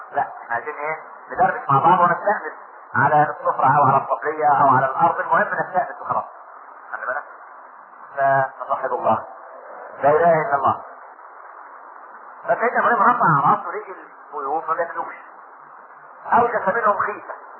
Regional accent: Egypt; عشان احنا ما كناش كمصريين

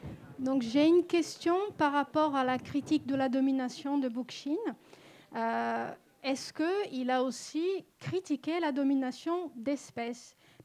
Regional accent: Brazil; moi je viens du Brésil

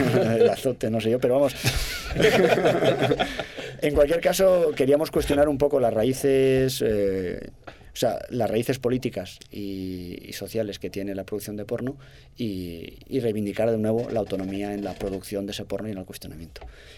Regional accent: Castellón, Valencian Community, Spain; como si hiciésemos porno hecho por labriegos de mi tierra, de Castellón

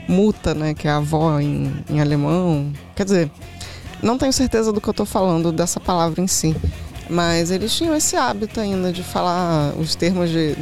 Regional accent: Brazil; Não, eu sou brasileira, mas eu sou de família de argentinos.

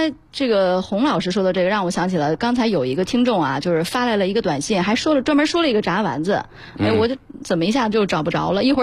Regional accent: Northeast China, China; 我们东北人爱吃茄盒

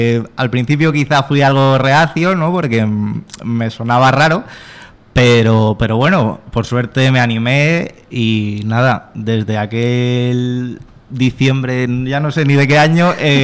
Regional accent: Elche, Valencian Community, Spain; yo tengo 29 años, casi recién cumplidos, y nada, soy de Elche, vivo en Elche, trabajo aquí en Alicante

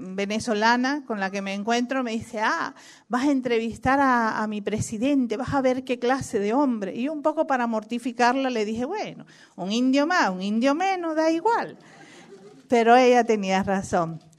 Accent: Cuba; Bueno, yo soy latinoamericana, cubana, desde el Río Bravo hasta la Patagonia, un mismo pueblo, una misma identidad

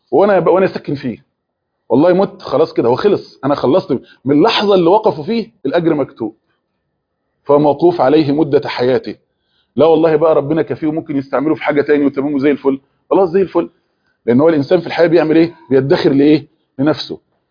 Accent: Egypt; اللي هو زي احنا عندنا في مصر بنسمي المواعين

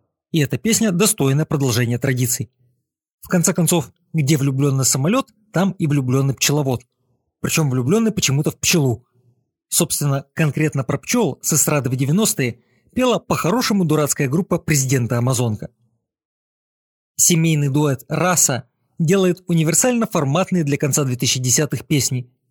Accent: Donetsk, Donetsk Oblast, Ukraine; я из Донецка. А встретились мы на студии в Москве.

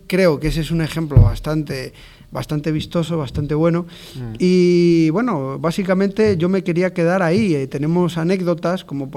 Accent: Castile, Spain; por ejemplo, de donde yo vengo, hay pueblos castellanos que la gente va a rezar, pues a rezar vísperas, va a rezar completas, va a rezar laudes, ¿no?

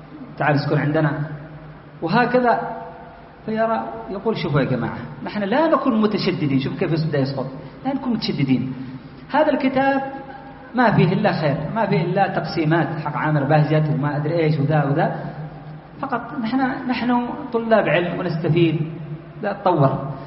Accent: Aden, Yemen; لأن الشيخ عندنا في عدن مسكين خريج المعهد المهني

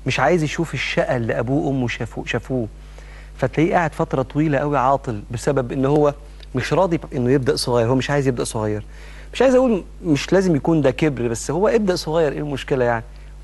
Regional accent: Egypt; وده منتشر جدا عندنا في مصر وفي كثير من الدول العربيه

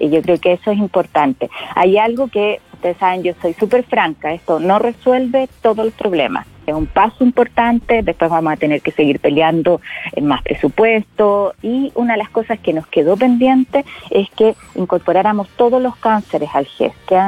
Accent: Magallanes, Chile; Yo que soy magallánica, que sé lo que es vivir en regiones extremas

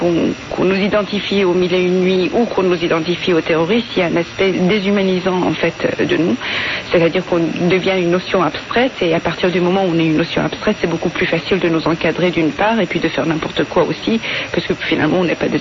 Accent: Iran; moi j'ai grandi en fait en Iran

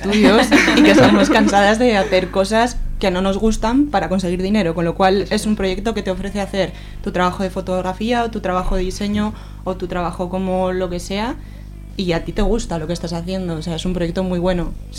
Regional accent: Zaragoza, Aragon, Spain; Somos de Zaragoza

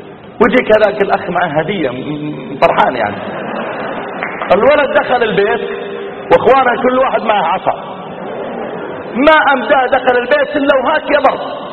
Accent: Riyadh, Riyadh Province, Saudi Arabia; يعني مثلا عندنا في الرياض لو شاب يبغى يغازل بنت

